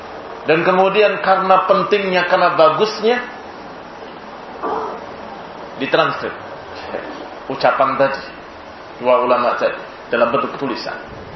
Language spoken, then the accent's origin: Indonesian; Cirebon, West Java, Indonesia; Saya masih ingat dulu, di daerah saya di Cirebon, didatangi dua orang yang mengajak untuk hijrah ke Lampung.